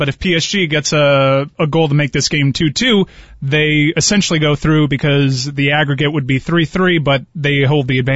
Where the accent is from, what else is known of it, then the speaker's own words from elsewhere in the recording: Miami, Florida, United States; I speak Spanish a little bit. Like, I'm from Miami.